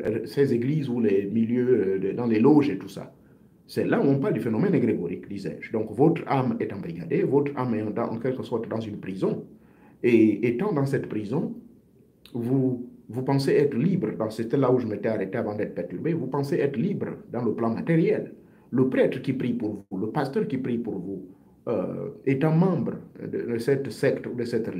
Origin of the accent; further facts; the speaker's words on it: Gabon; j'ai suivi ma propre initiation dans le rite ancestral de chez moi au Gabon.